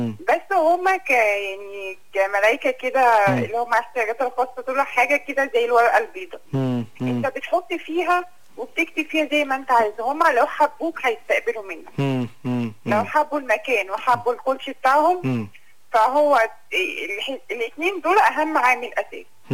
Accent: Egypt; لا لسه ما نزلش عندنا في مصر، لسه ما طبقش

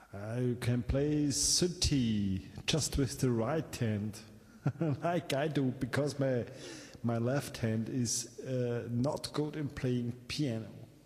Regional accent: Austria; English is a second language; I'm from Austria, man, hey. We are just neighbors, nearly.

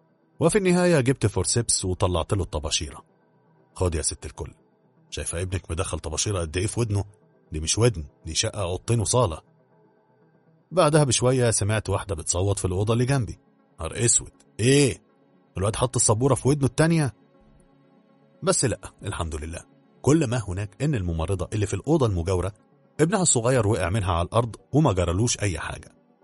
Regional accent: Egypt; جيناتي كمصري ما تسمحليش ان اقف كده اتفرج على الموقف ده

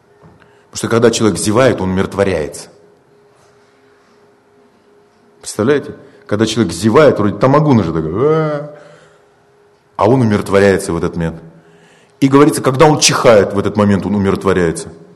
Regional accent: Siberia, Russia; Мы говорим, а мы с Байкала. Потому что это жемчужина.

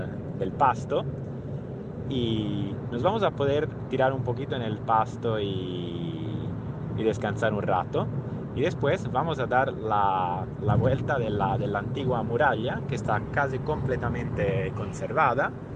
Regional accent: Pisa, Tuscany, Italy; Spanish is a second language; bienvenidos a Pisa, por fin en mi ciudad natal.

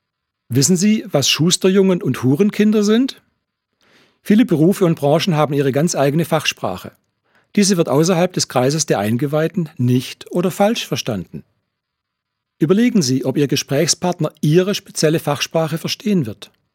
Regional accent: Baden-Württemberg, Germany; ich stamme auch aus dem Ländle, aus dem schwäbischen Teil, aus dem Gschmäckle-Teil.

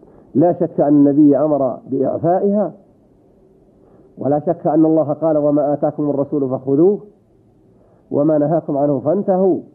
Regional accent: Saudi Arabia; وإذا كنت أنت في هذه البلاد، بلدنا المملكة العربية السعودية

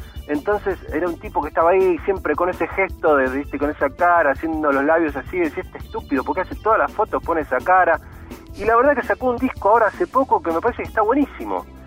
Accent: General Madariaga, Buenos Aires Province, Argentina; Estoy en mi pueblo, estoy en Madariaga.

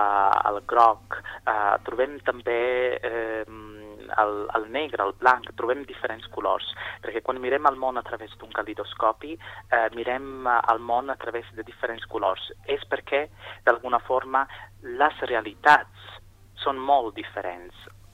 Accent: Sicily, Italy; Doncs soc originari de Sicília. Vaig viure la meva infància en aquesta illa preciosa del Mediterrani.

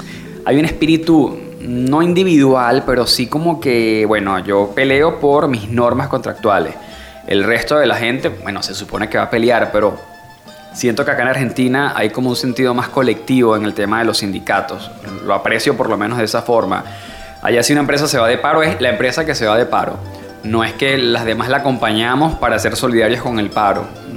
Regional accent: Valencia, Carabobo, Venezuela; Mi familia es caraqueña, pero yo nací, digamos que me crié en Valencia, soy valenciano.

